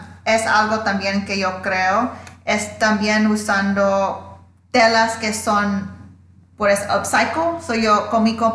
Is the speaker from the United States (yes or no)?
yes; Louisiana, United States; born there; now in New York, United States; Bueno, mi mamá es de Honduras y mi papá es de Panamá. Y nací en Louisiana, pero ahora estoy aquí en Nueva York.